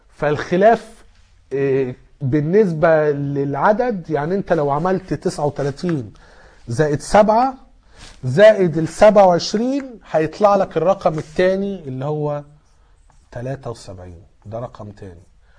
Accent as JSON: {"language": "Arabic", "town": "Alexandria", "region": "Alexandria Governorate", "country": "Egypt", "said": "شوية جم عندنا في اسكندرية"}